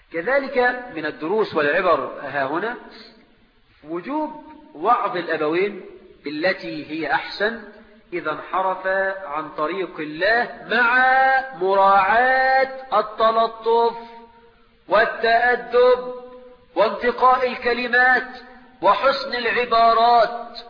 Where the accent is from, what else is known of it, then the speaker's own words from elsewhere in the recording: Egypt; وعندنا في مصر النخلة عند الفلاح دي حاجة كبيرة جدا